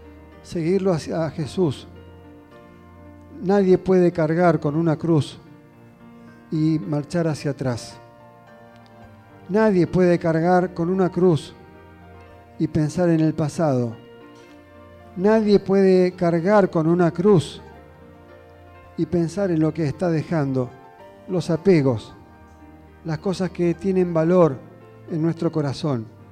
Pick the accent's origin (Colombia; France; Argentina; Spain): Argentina; es lo que nos está pasando como argentinos.